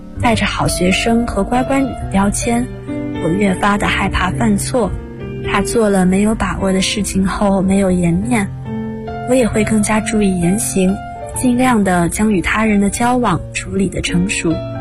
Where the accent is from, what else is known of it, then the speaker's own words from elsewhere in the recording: Jiangxi, China; 大家好，我是来自江西的